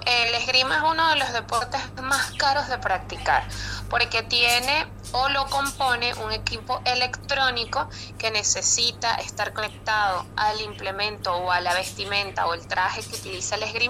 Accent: Venezuela; cómo vería yo como venezolana a los atletas para este París 2024?

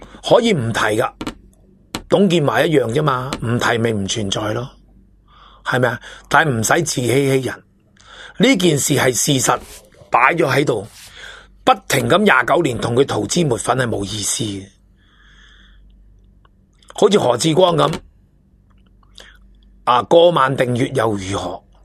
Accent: Hong Kong; 成日笑大陆如何如何，我哋香港人都做紧鸵鸟。

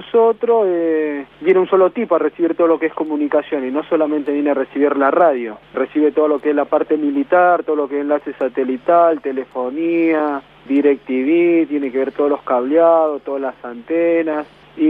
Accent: Salta, Argentina; De Salta Capital.

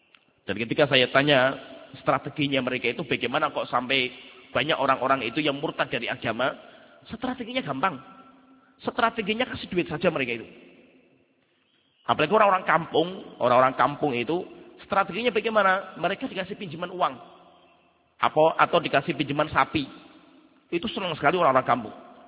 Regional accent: Salatiga, Central Java, Indonesia; saya sendiri orang Salatiga

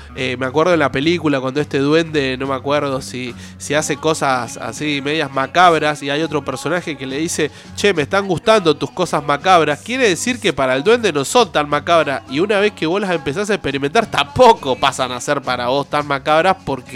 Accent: Olavarría, Buenos Aires Province, Argentina; born there; pasa allá en mi ciudad, que por ahí me vio nacer, que es en Olavarría

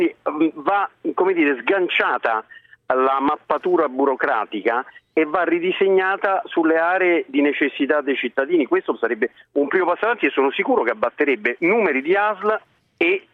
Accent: Lazio, Italy; io sono laziale, peraltro di sangue campano

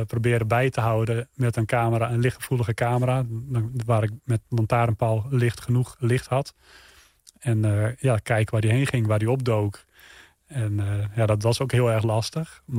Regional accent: Friesland, Netherlands; Ja, ik ben in Friesland geboren en opgegroeid.

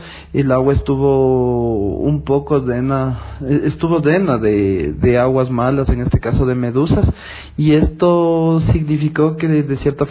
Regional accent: Quito, Pichincha, Ecuador; tengo 34 años, soy de Quito y soy para triatleta o triatleta con discapacidad física.

